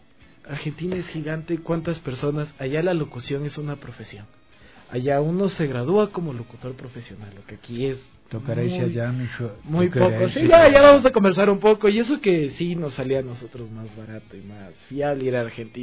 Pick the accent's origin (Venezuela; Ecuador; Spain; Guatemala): Ecuador; todos nosotros somos solo locutores de Ecuador. De Ecuador, no parece, nos decíamos así.